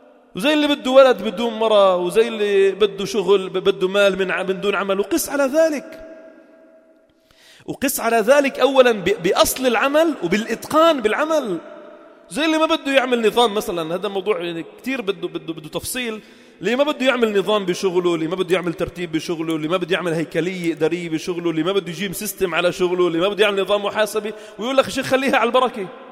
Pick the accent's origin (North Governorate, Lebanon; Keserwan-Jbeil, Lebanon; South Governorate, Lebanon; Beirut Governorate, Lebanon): South Governorate, Lebanon; Sidon; فكان في منطقة شرحبيل عندنا في صيدا كان له مكوث ومقام للجهاد في سبيل الله